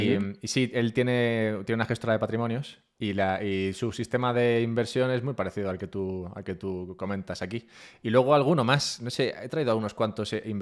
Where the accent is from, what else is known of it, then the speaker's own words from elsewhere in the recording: Madrid, Community of Madrid, Spain; Yo soy de Madrid.